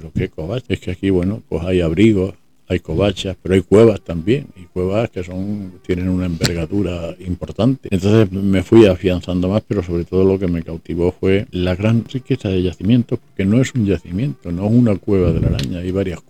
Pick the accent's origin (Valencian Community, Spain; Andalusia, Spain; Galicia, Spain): Andalusia, Spain; Málaga; Yo no nací en Málaga, nací mi familia de origen extremeño. Ajá. Pero prácticamente se vinieron para acá. Y aquí me he hecho hombre